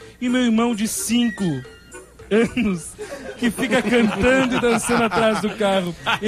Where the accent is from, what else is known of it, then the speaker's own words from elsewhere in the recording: Novo Hamburgo, Rio Grande do Sul, Brazil; now in Florianópolis, Brazil; tenho 12 anos, sou gaúcha de Novo Hamburgo, mas estou morando em Floripa.